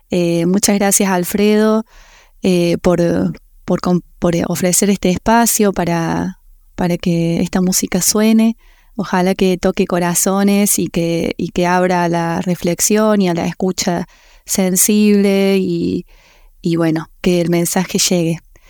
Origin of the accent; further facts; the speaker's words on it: Unquillo, Córdoba, Argentina; soy cantautora cordobesa de Unquillo, de las sierras de Córdoba.